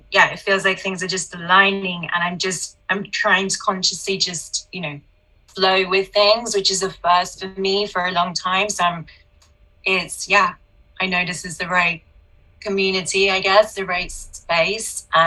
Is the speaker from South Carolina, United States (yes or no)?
no; Houston, Texas, United States; I grew up in Houston, where you did. I'm born like 11 days after you.